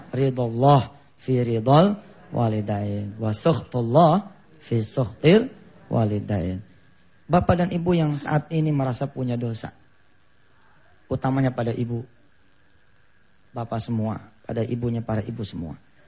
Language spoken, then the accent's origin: Indonesian; Jakarta, Indonesia; Jadi karena kami keluarga besar di Betawi ya. Rumahnya panjang ibu. Panjangnya tuh panjang banget dah. Ya. Jadi kita sekeluarga tinggal di situ.